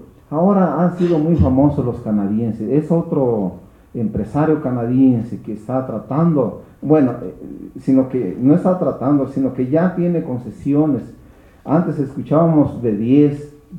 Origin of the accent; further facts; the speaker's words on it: Mexico; ¿No somos mexicanos para defender nuestra nación?